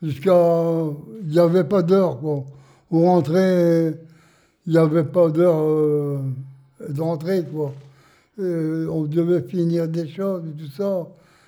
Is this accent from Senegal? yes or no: no; Wingles, Hauts-de-France, France; born there; Ici, j'ai 96 ans. Non, je suis né à Vingles. À Vingles, oui.